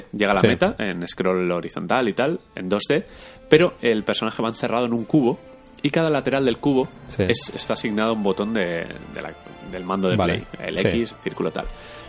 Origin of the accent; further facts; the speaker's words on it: Spain; Nos dio un poco de vergüencita decirle, somos españoles, cuñado, tal.